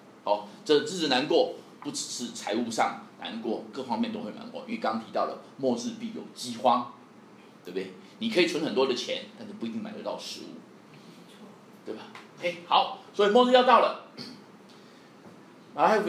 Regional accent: Taiwan; 我们台湾人听得懂什么叫选举语言的，老外听不懂

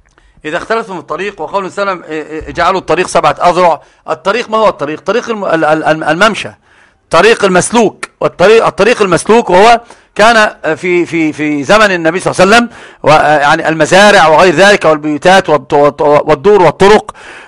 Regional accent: Egypt; يجعل تند المعلومة عندنا في مصر

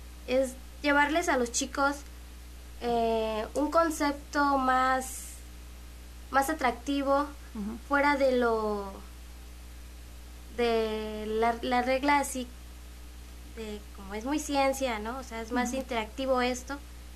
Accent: Juchique de Ferrer, Veracruz, Mexico; Soy de Juchique de Ferrer.

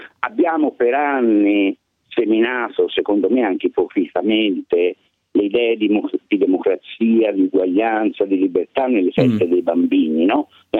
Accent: Florence, Tuscany, Italy; di sicuro, io da buon fiorentino dico

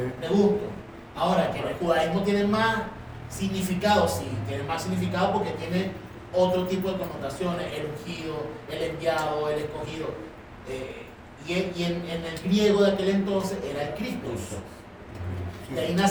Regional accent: Venezuela; also born or lived in Chile; Vine para Venezuela. Pero yo nací en Chile, pero vine para Venezuela. Pero yo fui criado en Venezuela. ¿Qué soy yo? ¿Chileno o venezolano?

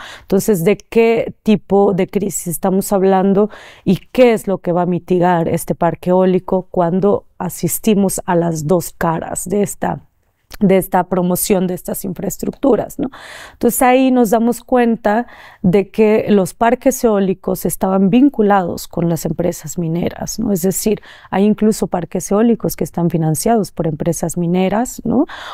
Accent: Oaxaca, Mexico; Personalmente yo vengo del Istmo de Tehuantepec, soy de ahí, soy originaria de ahí, Y pues también pertenezco a un colectivo de jóvenes zoques, del pueblo zoque

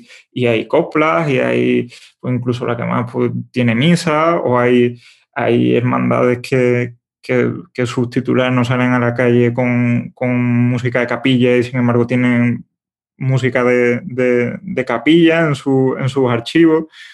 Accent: Seville, Andalusia, Spain; Porque yo al final soy de aquí, soy de Sevilla, me he criado con esa música

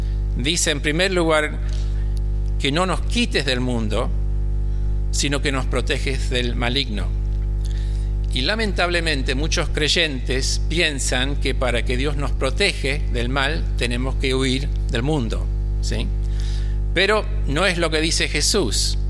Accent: England, United Kingdom; Spanish is a second language; cuando vivía en Londres, soy inglés para que ustedes sepan, por eso hablo tan mal, ¿viste?

